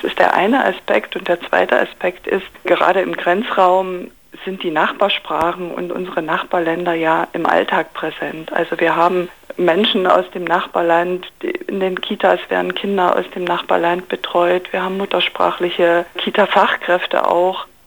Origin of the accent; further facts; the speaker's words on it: Zittau, Saxony, Germany; Also ich bin selber aus Zittau und wir gehen ganz viel nach Liberec